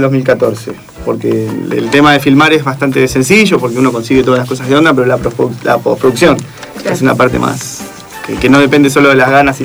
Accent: Béccar, Buenos Aires Province, Argentina; yo soy de provincia, de Bécar.

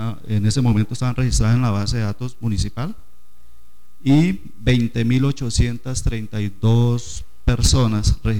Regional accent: Páramo, Santander, Colombia; Soy santandereano, vengo de San Gil, un pueblito cercano a 20 minutos de San Gil llamado Páramo.

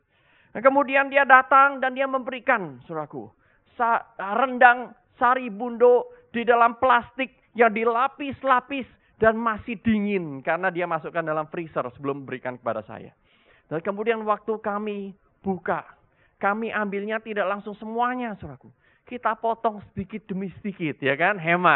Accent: Indonesia; untuk waktu yang cukup lama, 3 tahun lamanya, saya itu tidak pulang-pulang ke Indonesia.

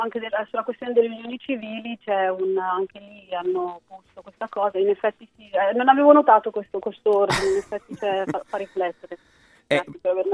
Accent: Umbria, Italy; now in Milan, Italy; casa mia un po' Perugia, perché lì sono nata e cresciuta, però ormai mi sento pienamente milanese, sono qui da 17 anni, e anche il mio accento ormai si sta modificando

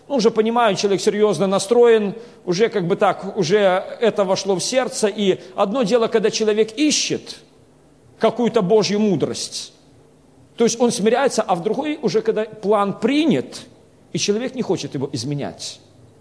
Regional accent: Belarus; Я сам по национальности белорус, но большинство у нас в Беларуси разговаривает на русском языке.

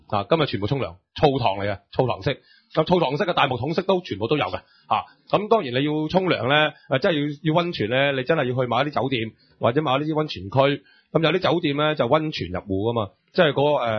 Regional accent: Hong Kong; 我哋香港人嚟噶嘛，要數啊嘛

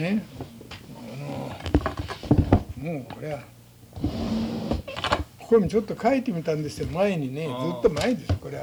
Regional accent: Okayama, Japan; 岡山県です。

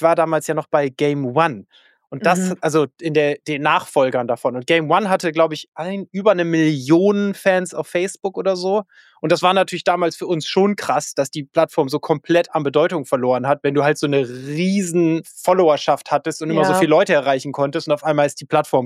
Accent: Northern Germany, Germany; Aber ich glaube, es ist als Norddeutscher einfach, wir sind da zu steif.

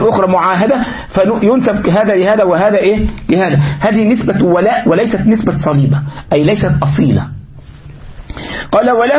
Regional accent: Egypt; لكن عندنا في مصر يقولك ايه القاهرة الكبرى

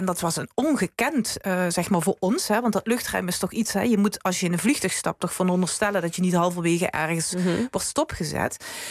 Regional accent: Kerkrade, Limburg, Netherlands; born there; Wij zaten aan de Nederlandse kant en de overkant waren de huizen van de Duitsers.

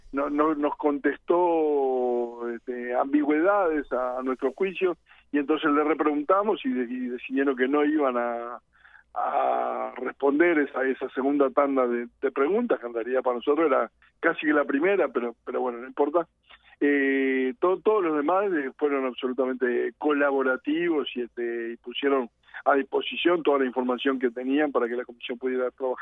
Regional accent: Montevideo, Uruguay; soy que uno de Montevideo

